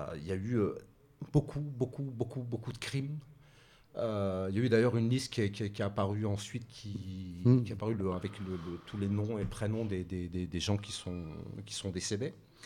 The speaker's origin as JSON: {"language": "French", "region": "Hauts-de-France", "country": "France", "said": "À Saint-Denis, je découvre Saint-Denis parce que je viens aussi du Nord, où les problématiques sont peut-être différentes."}